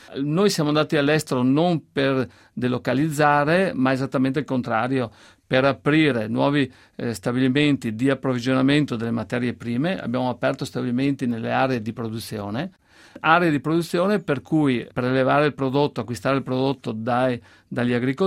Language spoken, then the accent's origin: Italian; Veneto, Italy; noi siamo veneti, i legumi sono soprattutto i fagioli e sono usati molto